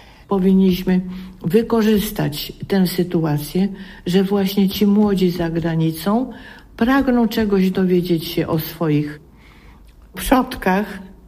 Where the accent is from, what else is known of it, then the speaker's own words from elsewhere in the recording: Kielce, Świętokrzyskie Voivodeship, Poland; born there; now in Warsaw, Poland; Urodziłam się w Kielcach. Do Warszawy przyjechałam w 1948 roku. Kielce są moim ukochanym miastem